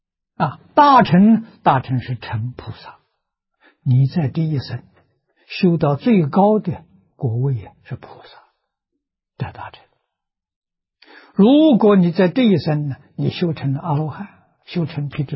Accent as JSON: {"language": "Chinese", "town": "Nanjing", "region": "Jiangsu", "country": "China", "tie": "born or raised there", "said": "我记得我小时候在南京念书啊"}